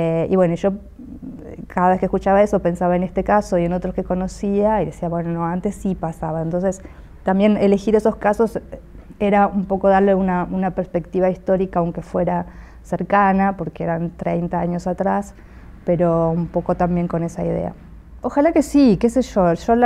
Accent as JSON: {"language": "Spanish", "country": "Argentina", "said": "soy escritora y soy de Argentina."}